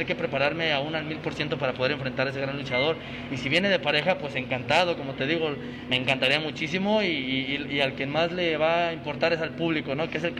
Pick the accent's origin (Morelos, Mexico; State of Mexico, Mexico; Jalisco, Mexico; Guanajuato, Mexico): Jalisco, Mexico; Guadalajara; estar en mi tierra, que es Guadalajara, Jalisco